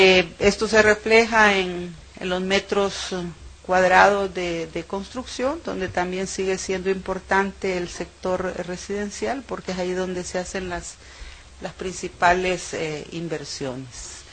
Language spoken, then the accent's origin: Spanish; Honduras; en Centroamérica somos los segundos en turismo